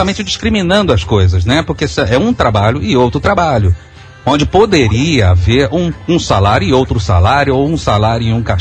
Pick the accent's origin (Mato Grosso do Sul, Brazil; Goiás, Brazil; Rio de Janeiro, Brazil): Rio de Janeiro, Brazil; eu sou do Rio de Janeiro, né? Então você trabalha mais em São Paulo